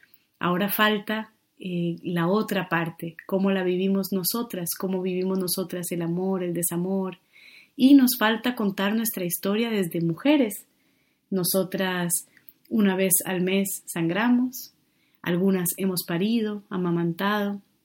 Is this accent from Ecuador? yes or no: no; Colombia; now in Barcelona, Spain; Vivo en Barcelona, aunque soy de Colombia